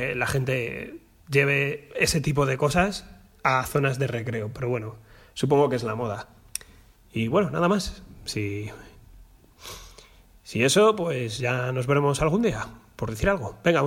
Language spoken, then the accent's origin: Spanish; Madrid, Community of Madrid, Spain; ¿de dónde eres? Y digo, nada, de Madrid.